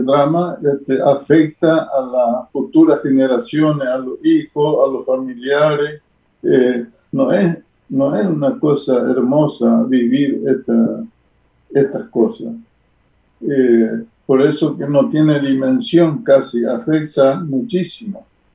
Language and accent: Spanish; Quilmes, Buenos Aires Province, Argentina; yo soy de Quilmes, ¿no? Así que yo le mando saludos a todos los quilmeños también